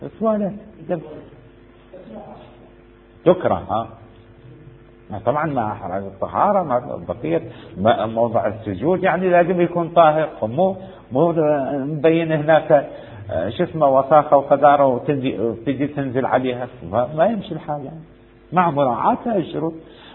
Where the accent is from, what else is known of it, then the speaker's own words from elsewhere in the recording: Iraq; الكورة عندنا الكورة احنا يسموها كورة عندنا بالعراق